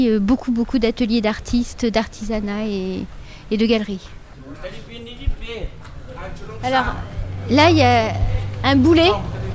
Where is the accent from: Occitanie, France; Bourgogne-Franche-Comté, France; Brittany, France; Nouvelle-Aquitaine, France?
Brittany, France; now in Nice, France; Ça dépend où vous situez la Bretagne.